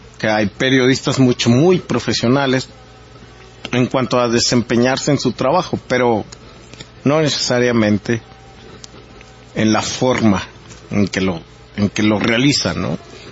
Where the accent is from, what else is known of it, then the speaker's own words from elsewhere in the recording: Mexico; esta falta de entendimiento de muchos de nosotros como mexicanos en relación a lo que está ocurriendo en el país